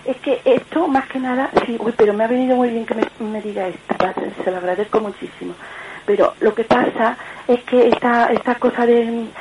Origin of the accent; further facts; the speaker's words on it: Córdoba, Andalusia, Spain; soy de Córdoba.